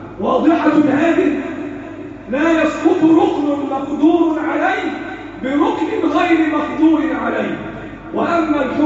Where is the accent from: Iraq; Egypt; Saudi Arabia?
Egypt; اللهم احفظ بلدنا مصر وسائر بلاد